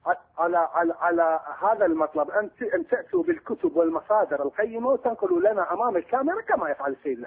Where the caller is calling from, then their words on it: Baghdad, Baghdad Governorate, Iraq; من بغداد.